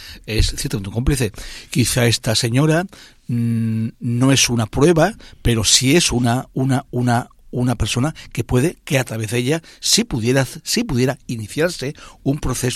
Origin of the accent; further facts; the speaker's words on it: Spain; a ver hasta dónde somos capaces los españoles de tragar.